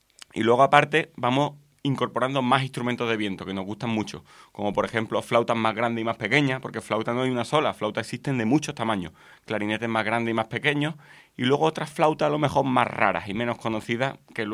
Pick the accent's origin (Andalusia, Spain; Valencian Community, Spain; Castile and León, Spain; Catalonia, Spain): Andalusia, Spain; Málaga; los dos somos de Málaga y hablamos mucho